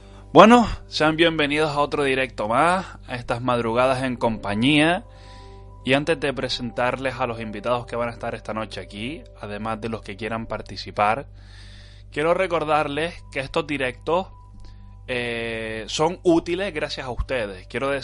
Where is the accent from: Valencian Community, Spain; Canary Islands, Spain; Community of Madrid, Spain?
Canary Islands, Spain; para Yudoka y para mí, que somos unos isleños de las Islas Canarias, son las 11 y 10 de la noche.